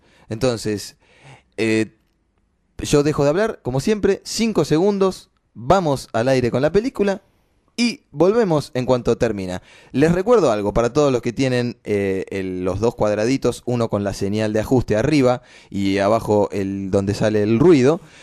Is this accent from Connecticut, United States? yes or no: yes; Connecticut, United States; born there; Spanish is a second language; porque yo, ya saben, nací en Connecticut y se me sigue mezclando el inglés